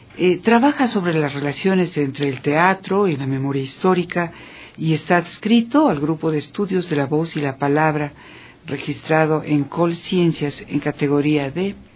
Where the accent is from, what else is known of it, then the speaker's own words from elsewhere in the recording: Ecuador; Qué gusto, realmente es muy grato conocerlos y recibirlos acá en mi país y en la Casa de la Cultura Ecuatoriana